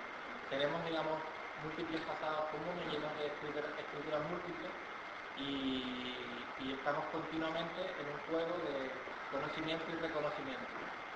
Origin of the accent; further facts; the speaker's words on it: Canary Islands, Spain; now in Andalusia, Spain; yo soy canario repatriado aquí en Andalucía